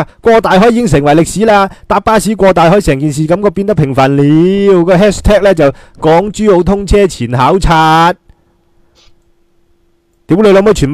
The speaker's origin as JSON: {"language": "Cantonese", "country": "Hong Kong", "said": "使晒我哋香港人啲钱"}